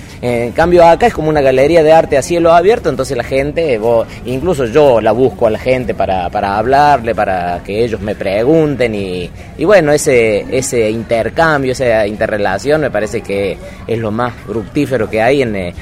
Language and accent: Spanish; Villa Allende, Córdoba, Argentina; vengo de Villa Allende, de Córdoba.